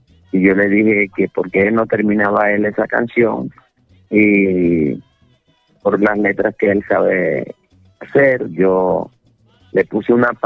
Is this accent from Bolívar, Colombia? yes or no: no; Villanueva, La Guajira, Colombia; Yo estoy, por ejemplo, en Valledupar en estos momentos, y estoy aquí cerquita de ella, de Villanueva, mi pueblo, donde las calles se vuelven nostálgicas.